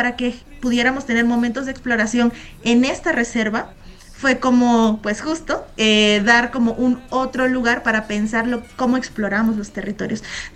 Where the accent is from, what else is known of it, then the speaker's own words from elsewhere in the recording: Tabasco, Mexico; nosotras somos de Tabasco, todas, somos tres